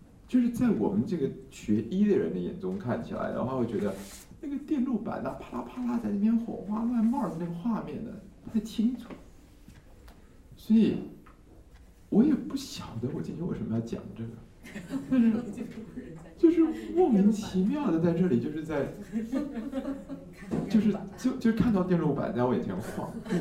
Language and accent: Chinese; Taiwan; 这个short circuit， 我们台湾人叫短路，你们叫什么？